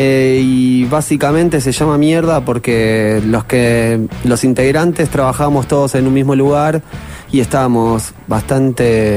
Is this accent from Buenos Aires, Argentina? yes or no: yes; Buenos Aires, Argentina; Creo que somos todos de Capital Federal, Ciudad de Buenos Aires.